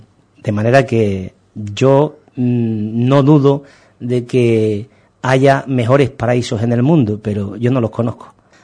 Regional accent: Ubrique, Andalusia, Spain; No me voy a cansar de decirlo y tampoco me cansaré nunca de decir que es que yo soy de aquí, que soy de Ubrique.

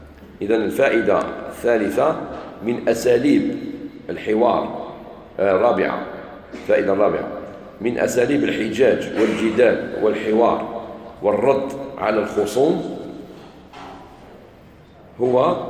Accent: Algeria; احنا عندنا في الجزائر الحمد لله من البكري جدودنا

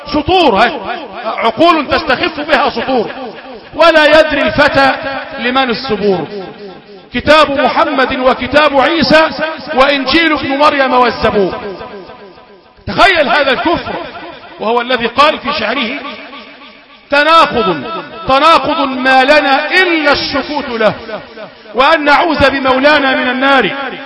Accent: Egypt; طيب تلت الليل عندنا في مصر غير تلت الليل في السعوديه

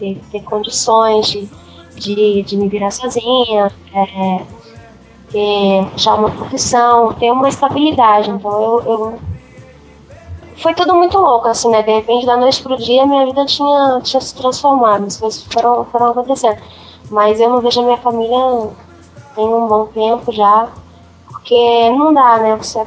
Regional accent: Florianópolis, Santa Catarina, Brazil; now in São Paulo, Brazil; Eu saí de Florianópolis.

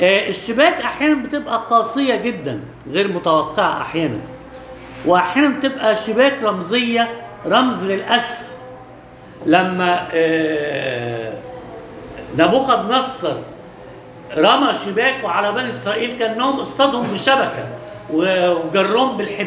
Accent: Alexandria, Alexandria Governorate, Egypt; ده معروف عندنا في اسكندرية

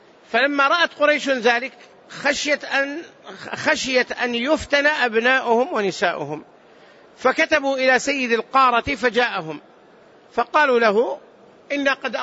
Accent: Hejaz, Saudi Arabia; والسمر نوع من الشجر البري معروف عندنا في الحجاز

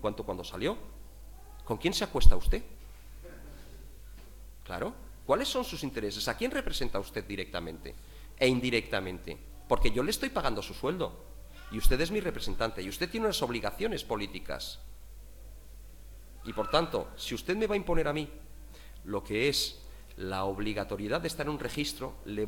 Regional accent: Madrid, Community of Madrid, Spain; born there; Si llego a nacer 1.500 kilómetros al sur, estoy jodido. Yo nací en Madrid.

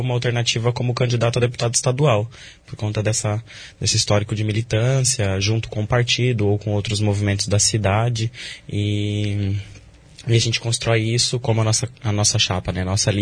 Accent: Medianeira, Paraná, Brazil; now in Foz do Iguaçu, Brazil; eu sou de Medianeira, vim para Foz do Iguaçu, vai fazer 4 anos. Sou estudante de História e Licenciatura da UNILA.

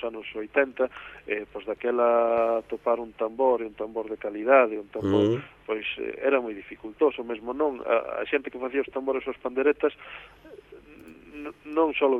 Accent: Outeiro de Rei, Galicia, Spain; eu son daqui de Outeiro de Rei

